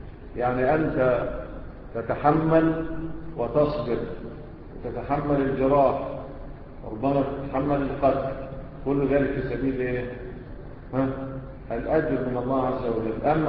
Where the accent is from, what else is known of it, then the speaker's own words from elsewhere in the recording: Egypt; احنا كمصريين بتعمل ايه؟